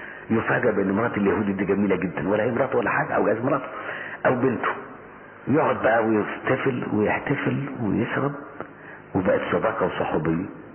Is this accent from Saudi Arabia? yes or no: no; Egypt; زي الإرهاب اللي عندنا في مصر كده